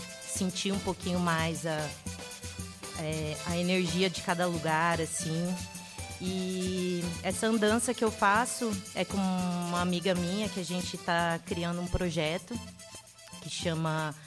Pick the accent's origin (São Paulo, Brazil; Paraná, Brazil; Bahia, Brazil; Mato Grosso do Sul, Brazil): Mato Grosso do Sul, Brazil; eu vou para o Mato Grosso do Sul. Ficar um tempinho em reconexão com a minha terra mesmo, né, que é muito importante.